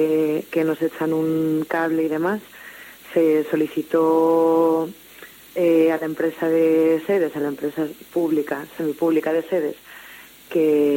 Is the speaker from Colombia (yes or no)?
no; Asturias, Spain; nosotras somos el pueblo asturiano